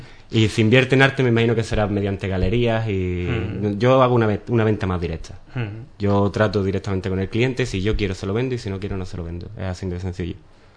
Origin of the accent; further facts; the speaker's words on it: Ubrique, Andalusia, Spain; moved away as an adult; aquí en Ubrique no me conoce mucha gente como pintor. Me conocen más por otras cosas, por mi familia, por haber trabajado en las petacas como todo el mundo.